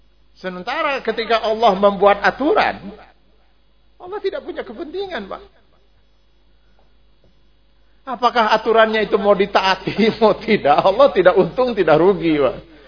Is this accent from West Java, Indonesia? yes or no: yes; Cipanas, West Java, Indonesia; Cipanas Garut itu tempat kelahiran saya. Saya teh dilahirkan, dibesarkan teh di Cipanas, nepi ka SMP. Jadi kalau saya pulang ke Cipanas Garut, eta mah balik kampung lain rekreasi, saya mah.